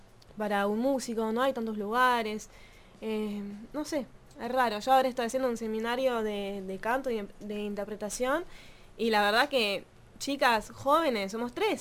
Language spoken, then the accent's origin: Spanish; France; Spanish is a second language; moved away as an adult; Sí, yo igual nací en Francia y viví toda mi vida en Francia.